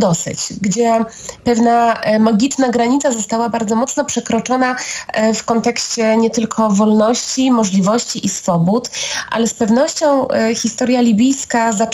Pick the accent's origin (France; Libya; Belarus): Libya; Ja pochodzę ze wschodu Libii, tego nienawidzonego wschodu przez Muammara Kaddafiego